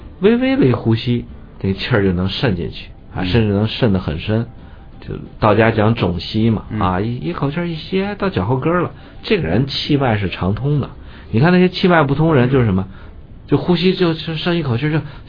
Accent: Beijing, China; 还有我们北京人种的那个丝瓜

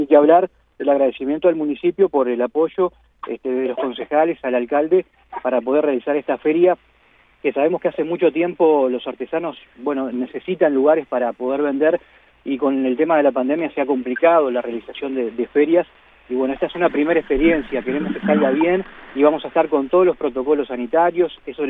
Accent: Durazno, Uruguay; Nosotros nacimos en Durazno, yo vivo en Durazno, soy de Durazno

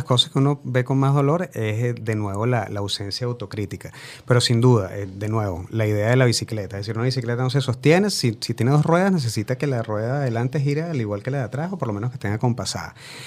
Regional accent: Venezuela; uno de los elementos que creo que nos toca a nosotros como venezolanos, queremos el país, pues.

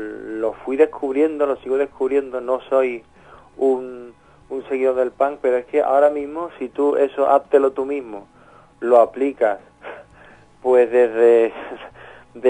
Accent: Andalusia, Spain; born there; somos andaluces, sin llegar al esperpento de lo andaluz, sino que somos andaluces y hemos nacido allí

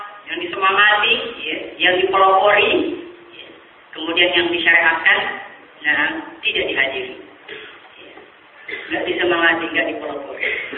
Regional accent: Sulawesi, Indonesia; Daerah Sulawesi sana, daerah saya

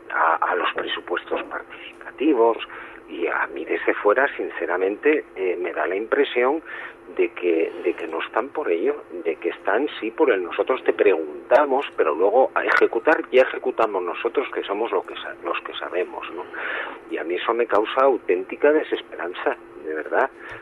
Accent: Asturias, Spain; como decimos en mi tierra, soy asturiano

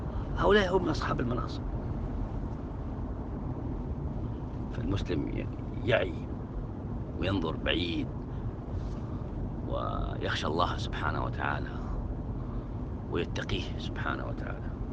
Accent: Mecca, Makkah Province, Saudi Arabia; فتحوا في مسجد الراجحي عندنا في مكة دورة عن باب المياه

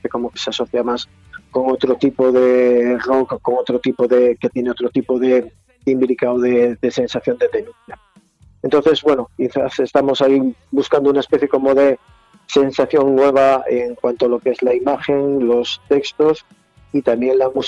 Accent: Galicia, Spain; Y que para ser gallegos ya es complicado, porque no sabemos si vamos y venimos, si subimos o si bajamos

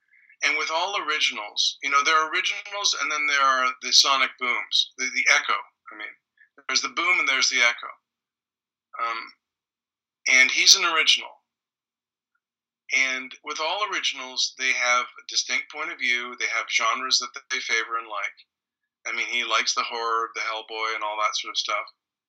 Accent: Canada; when I was in growing up in Canada

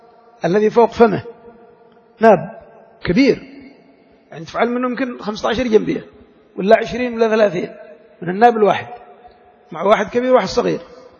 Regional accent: Yemen; هذه مشكلة عندنا في اليمن نحتاج إلى بحثها

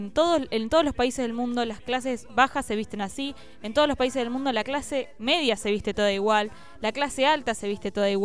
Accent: Argentina; Esa cosa que tenemos, por lo menos los argentinos, que yo es lo que puedo ver en mi país

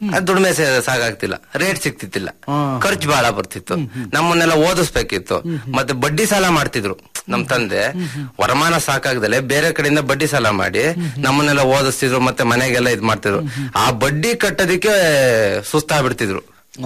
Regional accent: Hassan, Karnataka, India; ಹಾಸನ, ನಮ್ಮ ತಂದೆ ಊರಲ್ಲಿ ಬಾಚಿಹಳ್ಳಿ ಗ್ರಾಮದಲ್ಲಿ. ಅದೇ ಆ ರೀತಿ ಅಲ್ಲಿ ಹುಟ್ಟಿ ಬೆಳೆದು ಓದಿದ್ದೆಲ್ಲ ಅಲ್ಲೇ.

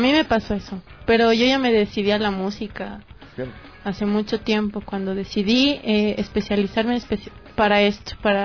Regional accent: Ecuador; La música es a mi gente, a la gente de donde yo vengo, y es la música para la gente que me conoce, que necesita apreciar el arte desde este punto de vista, y ecuatoriano más que todo.

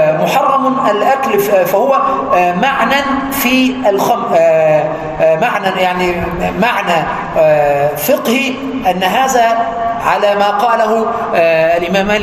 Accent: Aswan, Aswan Governorate, Egypt; وعاشرته في بلدي أسوان وأنا صغير 5 سنين

